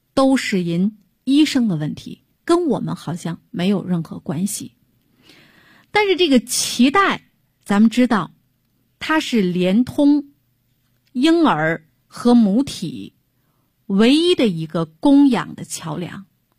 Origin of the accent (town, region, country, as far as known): China